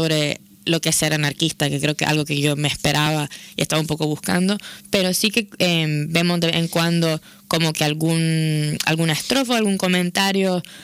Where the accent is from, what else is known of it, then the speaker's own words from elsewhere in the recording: Nicaragua; now in Barcelona, Spain; Yo soy de Nicaragua y llevo pues como unos 6 años y pico viviendo en Barcelona